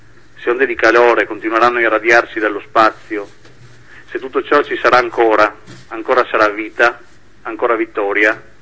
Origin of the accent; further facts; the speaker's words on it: Trieste, Friuli-Venezia Giulia, Italy; nella zona da cui provengo, io sono di Trieste, nella zona del nord-est